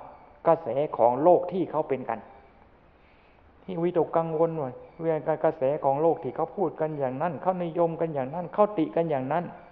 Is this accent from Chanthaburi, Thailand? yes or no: yes; Chanthaburi, Thailand; ในฐานะเราเป็นชาวจันทบุรีก็ยังอดที่จะภูมิใจนิดๆไม่ได้อยู่